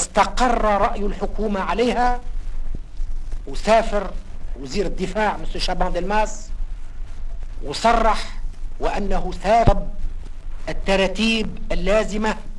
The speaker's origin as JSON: {"language": "Arabic", "country": "Tunisia", "said": "أقول هذا الكلام لا بصفتي تونسي فقط"}